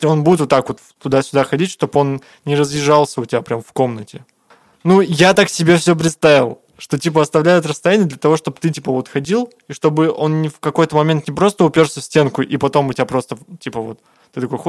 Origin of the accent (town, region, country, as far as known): Tura, Krasnoyarsk Krai, Russia; born there